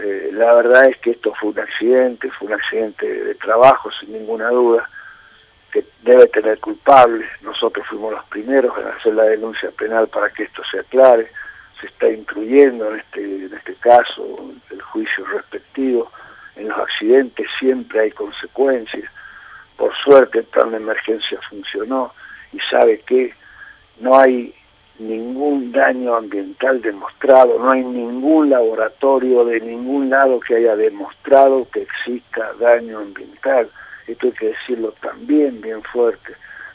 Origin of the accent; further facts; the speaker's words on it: Argentina; con mucha racionalidad, como somos los argentinos y cómo hemos venido construyendo lo que se ha construido en este país